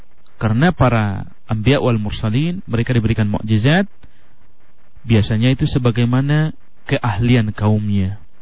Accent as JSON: {"language": "Indonesian", "region": "Sumatra", "country": "Indonesia", "said": "Itu kebetulan kita juga dari Sumatera tahu masalah itu."}